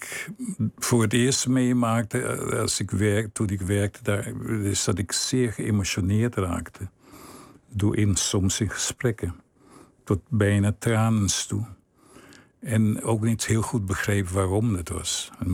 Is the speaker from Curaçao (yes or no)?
yes; Willemstad, Curaçao; Ik vond het een hele goede jeugd. Ik groeide op in Willemstad. Dat is een fantastisch mooie stad. Oud koloniale stad.